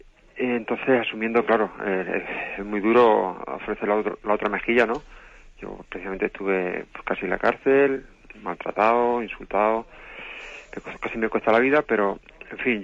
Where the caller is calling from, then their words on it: Alicante, Valencian Community, Spain; de Alicante.